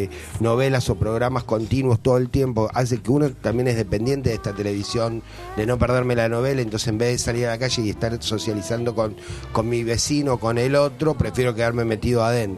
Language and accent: Spanish; Avellaneda, Buenos Aires Province, Argentina; born there; Que antiguamente en los barrios, yo nací en Avellaneda, y a las 6 de la tarde los abuelos salían todos a sentarse en la vereda